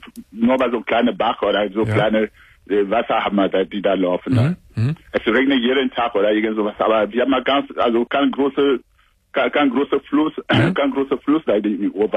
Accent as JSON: {"language": "German", "country": "Cameroon", "second_language": "German", "said": "Es ist verboten bei uns. Ich komme aus Kamerun."}